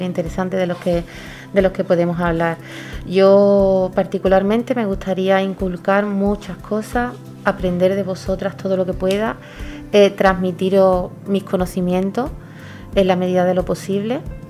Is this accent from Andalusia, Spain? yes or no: yes; Gelves, Andalusia, Spain; yo soy de Gelves de siempre, nativa de aquí. Estoy muy contenta con mi pueblo, trabajo en mi pueblo